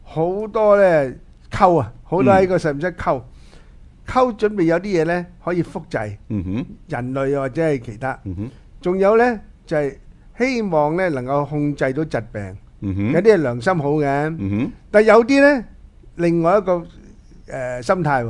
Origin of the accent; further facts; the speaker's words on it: Hong Kong; 唔系呢个呢、這个有我哋香港人嘅投资份噶噃？